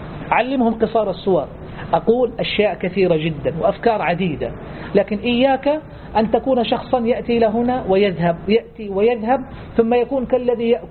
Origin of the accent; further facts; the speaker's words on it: Saudi Arabia; هي الأطول كما يقولون في تاريخ التعليم عندنا في السعودية منذ سنوات طويلات